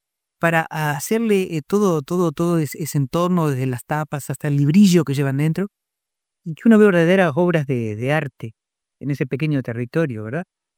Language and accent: Spanish; Durazno, Uruguay; Acá en Durazno, que es mi pueblo